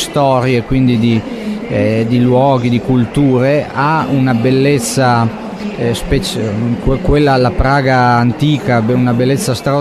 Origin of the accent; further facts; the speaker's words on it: Parma, Emilia-Romagna, Italy; also born or lived in Turin; io sono nato a Torino, poi mi sono trasferito molto piccolo a Parma.